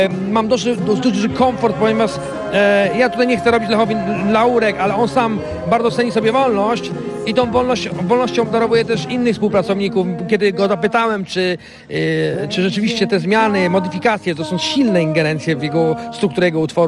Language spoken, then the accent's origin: Polish; Wrocław, Lower Silesian Voivodeship, Poland; sam jestem z Wrocławia